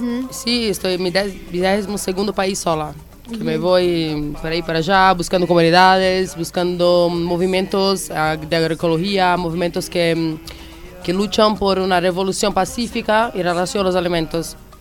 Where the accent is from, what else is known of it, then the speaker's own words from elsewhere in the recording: Florianópolis, Santa Catarina, Brazil; Spanish is a second language; De verdad, soy de Brasil y ahí pasa lo mismo.